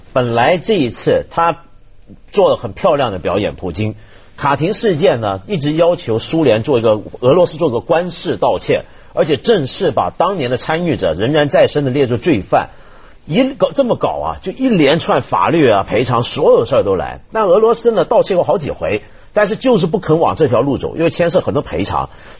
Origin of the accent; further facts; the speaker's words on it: China; 就我们传统上，我们中国人受的教育是说，二次大战是个正邪大对抗